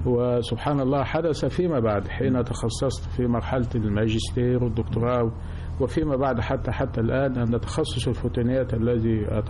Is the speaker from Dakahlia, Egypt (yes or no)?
yes; Sherbin, Dakahlia, Egypt; كنت أدرس في المدارس الأميرية بمدينتي التي أعتز بها كثيرا، مدينة شربين